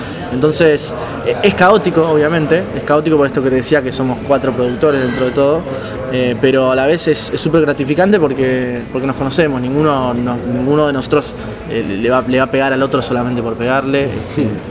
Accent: Buenos Aires, Argentina; Nosotros somos de ahí, de Padua, Merlo y Ituzaingó, del Oeste también.

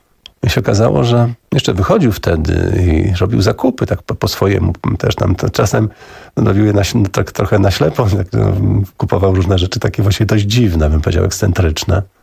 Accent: Augustów, Podlaskie Voivodeship, Poland; I potem i ja mówię, że też jestem z Augustowa

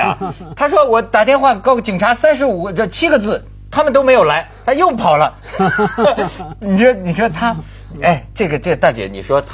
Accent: China; 他看到我是大陆人，他办证件

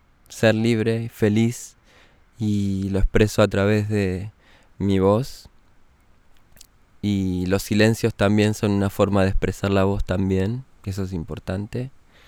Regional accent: Berazategui, Buenos Aires Province, Argentina; also born or lived in La Plata; tengo 33 años, soy de Buenos Aires, Argentina, de zona sur, específicamente de Berazategui, me crié en Berazategui, pero nací en La Plata, en la capital de Buenos Aires.

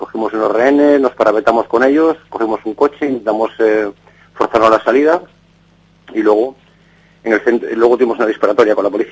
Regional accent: Vigo, Galicia, Spain; soy gallego. Oh. Soy gallego de Vigo. Nací, pues, en, era, pues, no sé cómo decirte, muy pobre.

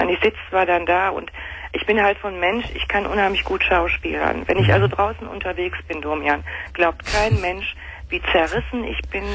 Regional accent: Rhineland, Germany; born there; und ich bin geborene Rheinländerin.

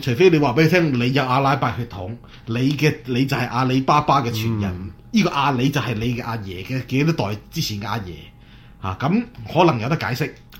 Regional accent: Hong Kong; 讲真啊，我哋香港人都包容咗你

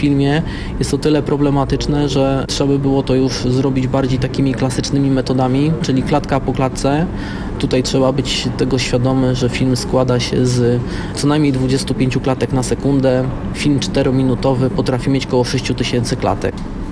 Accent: Warsaw, Masovian Voivodeship, Poland; born there; ponieważ jestem z Warszawy z urodzenia

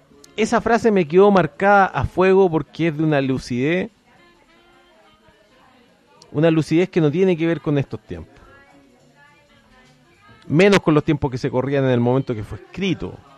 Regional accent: Chile; Dylan es francés, yo soy chileno.

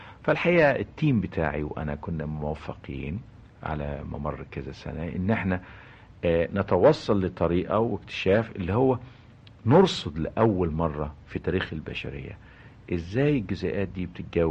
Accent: Egypt; أنا دايما بقول I am Egyptian، أنا مصري، ولن أنتمي لأيديولوجي معين لأن أنا أنتمي لمصر.

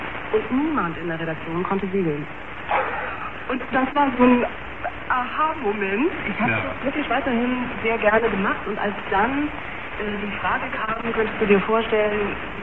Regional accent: South Germany, Germany; now in Hamburg, Germany; weil ich ja kein originäres Nordlicht bin. Manchmal vergesse ich das selbst, aber ich bin ja im Süden groß geworden und auch sozialisiert worden.

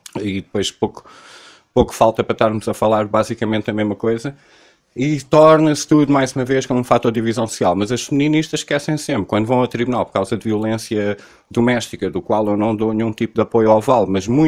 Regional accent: Cascais, Lisbon, Portugal; born there; eu nasci em Cascais a 10 minutos da praia, no clima mediterrâneo.

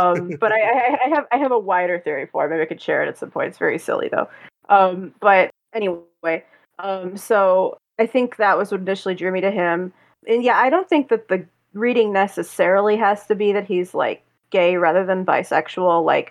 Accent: Detroit, Michigan, United States; And I'm from Detroit.

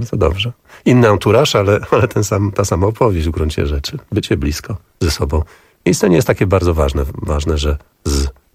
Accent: Augustów, Podlaskie Voivodeship, Poland; bo w moim miejscu Augustów, stamtąd jestem chłopak z Augustowa

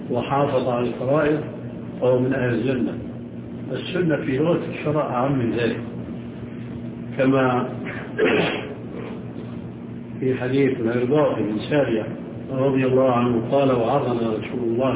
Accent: Syria; يمكن موجودة عندكم موجود عندنا في سوريا

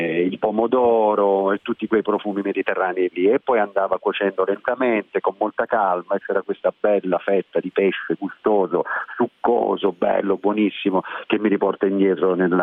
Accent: Augusta, Sicily, Italy; also born or lived in Catania; Nato a Catania, poi cresciuto ad Augusta, nella provincia di Siracusa, i genitori della provincia di Messina, e quindi insomma di una bella parte della Sicilia orientale.

